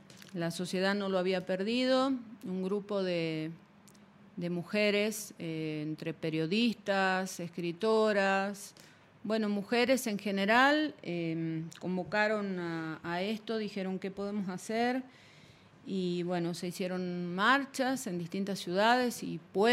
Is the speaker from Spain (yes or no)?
no; Argentina; Yo vengo de Argentina.